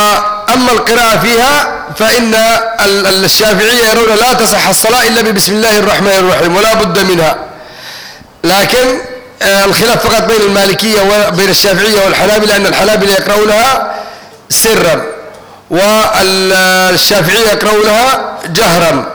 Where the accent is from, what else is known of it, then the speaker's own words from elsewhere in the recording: Taiz, Taiz Governorate, Yemen; من المعافر من المنطقة اللي انا فيها من تعز